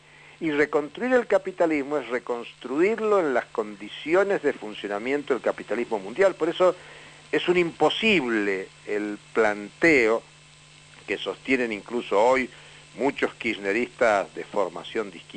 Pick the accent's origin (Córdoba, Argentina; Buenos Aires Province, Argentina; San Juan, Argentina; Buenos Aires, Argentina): San Juan, Argentina; yo soy nacido en San Juan, mi niñez es en San Juan.